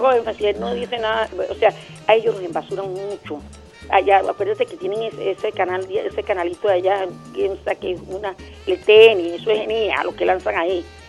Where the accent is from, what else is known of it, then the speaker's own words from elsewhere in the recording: Venezuela; Somos venezolanos.